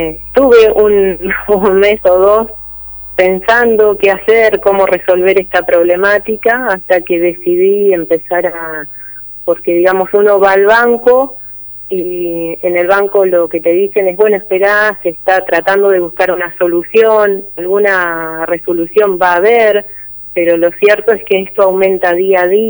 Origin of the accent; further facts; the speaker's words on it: Olavarría, Buenos Aires Province, Argentina; now in Tandil, Argentina; yo soy de Tandil, era de Olavarría, vivo en Tandil hace varios años